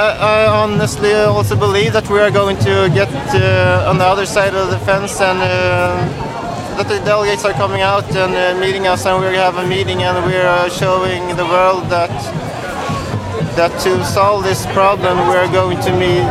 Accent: Gothenburg, Västra Götaland, Sweden; I come here from Gothenburg in Sweden.

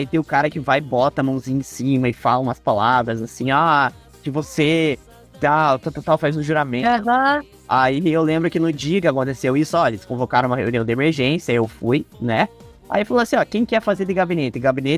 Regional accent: São José dos Pinhais, Paraná, Brazil; Eu confesso que de São José eu não sou, nasci e estou morando em São José, né? Sempre morei perto do aeroporto a minha vida inteira.

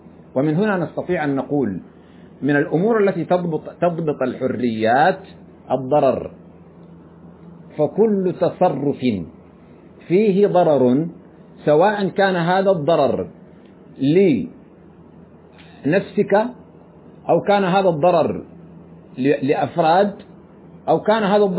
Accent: Sudan; كما يفعل بعض الناس عندنا في السودان،

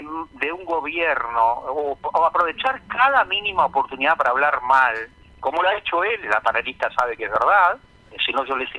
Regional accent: Salto, Uruguay; now in Rocha, Uruguay; cuando yo recién me vine de Salto para Rocha

